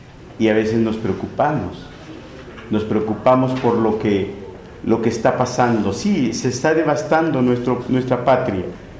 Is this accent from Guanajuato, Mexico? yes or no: no; Atenco, State of Mexico, Mexico; yo soy de Atenco